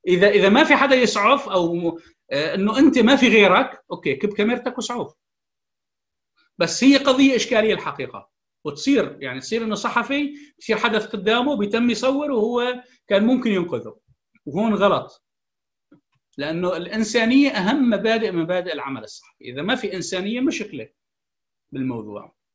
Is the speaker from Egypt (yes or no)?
no; Syria; لا تحث على زيادة الشرخ في المجتمع السوري إذا كنا كسوريين